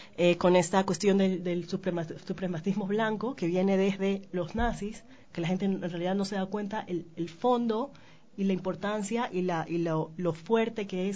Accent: Guayaquil, Guayas, Ecuador; yo soy guayaquileña, que eso también creo que es algo que tengo que mencionar, porque en realidad yo en Guayaquil me siento sola dentro de un discurso de reivindicación hacia nuestros orígenes

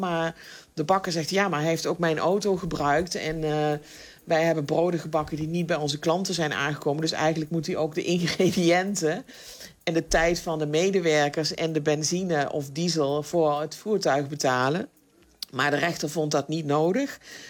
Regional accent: Netherlands; Ja, en als Nederlander zijn we natuurlijk heel erg verwend met... bedenk maar, wat voor soort brood kun je in Nederland kopen? En dat is hier niet.

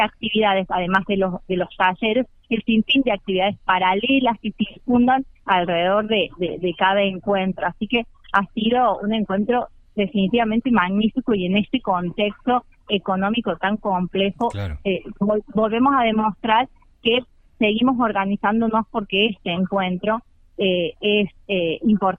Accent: San Luis, Argentina; las que no vivimos en CABA, como en mi caso que soy de San Luis

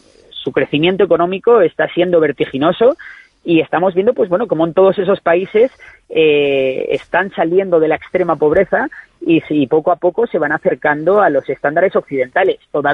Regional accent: Spain; a mí me preocupa mucho de cara como persona española

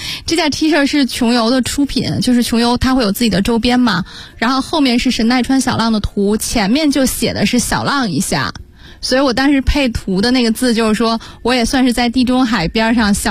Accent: Belgium; 我们讲比利时的时候说过啊，那是我的老家。

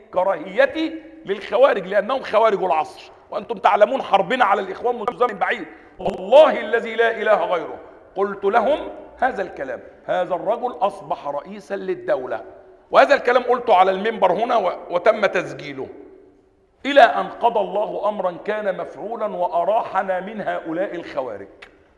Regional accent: Upper Egypt, Egypt; واحنا عندنا في الصعيد، لو واحد قتل واحد واتسجن ولا حاجة

